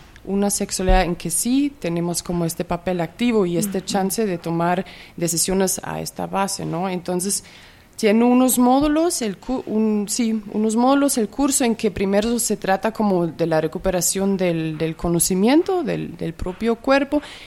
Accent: Germany; y también mucho en el contexto alemán de donde vengo

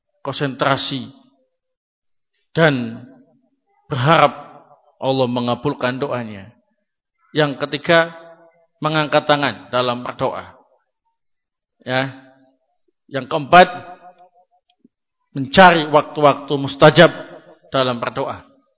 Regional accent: East Java, Indonesia; Saya orang Jawa Timuran, ngomongnya apa adanya saja, ya.

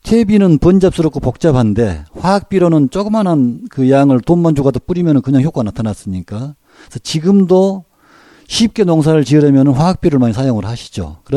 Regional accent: Goheung, South Jeolla, South Korea; 저는 전남 고흥에서 태어나서 단 한 번도 주소지로 옮겨본 도 없고

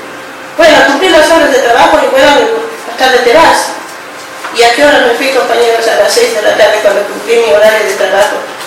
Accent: Bolivia; soy inmigrante boliviana.

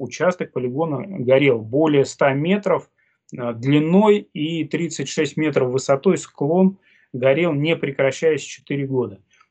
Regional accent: Oryol, Oryol Oblast, Russia; мы развивали такое сообщество у себя в родном городе, в городе Орле, и отстаивали экологические вопросы своего родного региона

